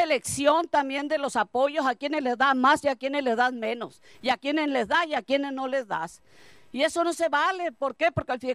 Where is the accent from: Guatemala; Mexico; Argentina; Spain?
Mexico; Ures, Sonora; hay que comportarnos dignamente también como mexicanos, como urenses